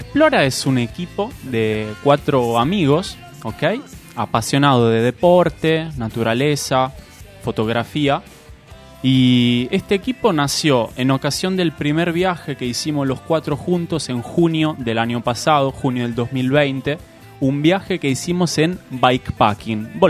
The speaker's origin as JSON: {"language": "Spanish", "country": "Italy", "lives_now": "Argentina", "said": "Yo soy italiano, pero mis padres son de acá. Por el momento me estoy encontrando acá."}